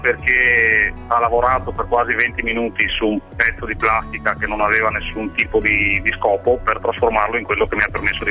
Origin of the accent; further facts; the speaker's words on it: Mason Vicentino, Veneto, Italy; Mason Vicentino, è un piccolo paesino sulle colline in provincia di Vicenza.